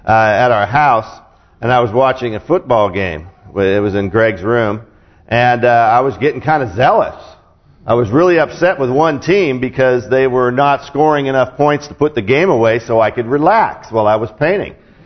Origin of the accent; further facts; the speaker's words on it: West Coast, United States; All right, I'm from the West Coast, so I guess that's what we're supposed to be.